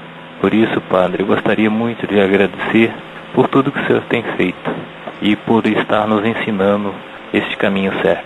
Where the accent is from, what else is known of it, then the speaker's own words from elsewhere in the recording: Guaraniaçu, Paraná, Brazil; sou de Guaraniaçu, no Paraná.